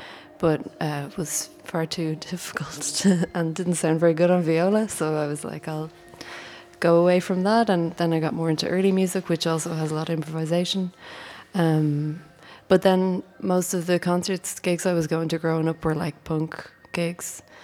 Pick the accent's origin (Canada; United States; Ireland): Ireland; my background, like, I'm from Ireland, and I come from a classical music background